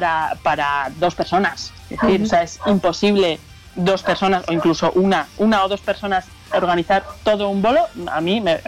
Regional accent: San Sebastián, Basque Country, Spain; Somos vascas, somos de Guipúzcoa, concretamente de San Sebastián, aunque todo el mundo piensa que somos de Bilbao

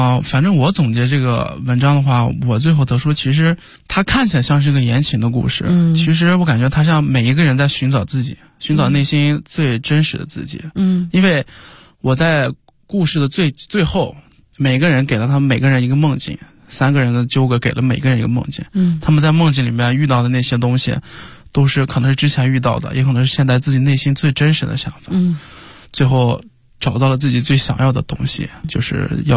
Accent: Gaoping, Shanxi, China; 高平市。

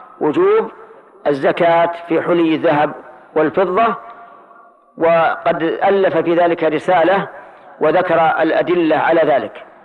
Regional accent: Najd, Saudi Arabia

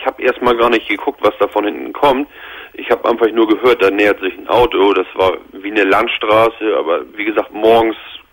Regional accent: Hamburg, Germany; ich komme hier aus dem Hamburger Raum.

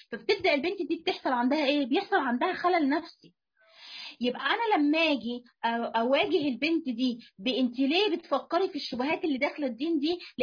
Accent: Egypt; سواء في وجه بحري او وجه قبلي مثلا عندنا في مصر

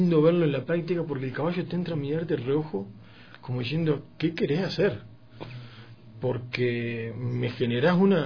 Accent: Uruguay; yo como uruguayo tomo mate

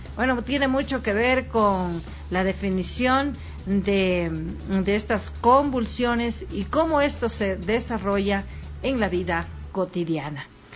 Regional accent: Ecuador; nosotros como ecuatorianos debemos sumarnos todos para poder estar bien y vencer a esta pandemia

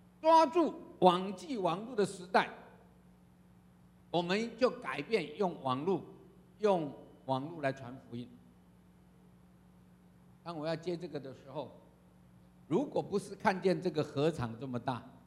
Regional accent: China; 我要告诉各位，我们中国人真了不起哈

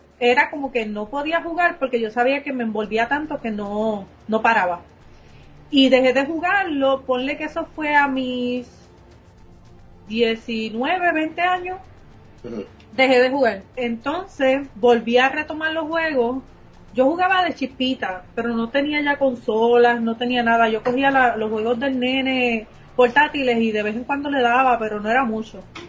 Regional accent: Coamo, Puerto Rico; also born or lived in Aibonito; yo nací en Aibonito, me crié en Coamo Arriba

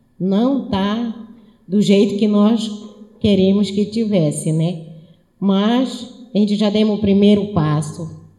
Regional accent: Saracura, Pará, Brazil; Eu vim da comunidade de Saracura e, como não tinha onde eu me alojar, eu fiquei no quilombo do Maicá

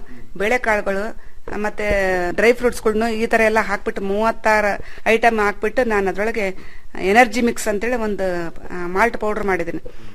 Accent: Shivamogga, Karnataka, India; ಹುಟ್ಟೂರು ನಂದು ಶಿವಮೊಗ್ಗ ಜಿಲ್ಲೆ ಆಗಿರೋದ್ರಿಂದ ನಾನು ಅಲ್ಲೂ ನೋಡಿಲ್ಲ. ನಾನು ಬರೀ ಭತ್ತದ ಬೆಳೆ ಕಂಡವಳು.

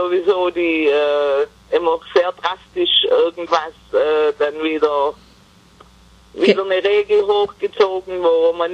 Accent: United States; Also mit der Heiratsurkunde als Amerikaner kann ich immer noch rüberreisen.

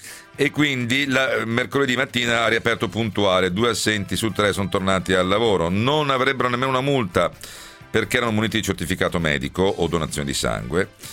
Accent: Rome, Lazio, Italy; born there; io poi sono nato a Roma, figuratevi.

